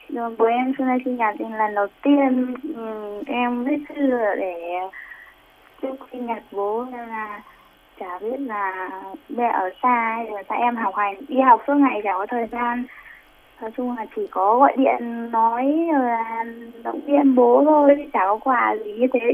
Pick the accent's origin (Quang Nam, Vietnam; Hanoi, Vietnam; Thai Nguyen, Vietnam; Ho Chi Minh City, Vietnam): Thai Nguyen, Vietnam; Dạ, em ở Thái Nguyên.